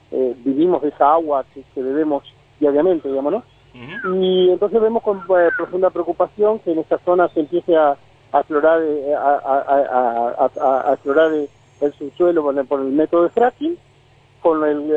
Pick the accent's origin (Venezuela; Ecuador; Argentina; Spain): Argentina; Concepción del Uruguay, Entre Ríos; yo soy de Concepción del Uruguay, que está